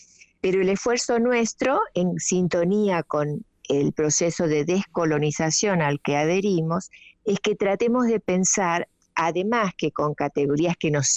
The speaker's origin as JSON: {"language": "Spanish", "region": "Corrientes", "country": "Argentina", "tie": "born there", "lives_now": "Buenos Aires, Argentina", "said": "Nací en Corrientes capital."}